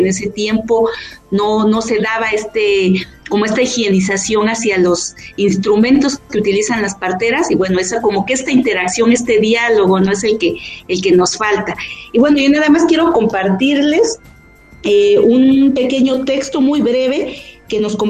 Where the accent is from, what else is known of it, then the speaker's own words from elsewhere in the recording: Miahuatlán de Porfirio Díaz, Oaxaca, Mexico; en un pueblo de donde yo soy, en Miahuatlán de Porfirio Díaz, Oaxaca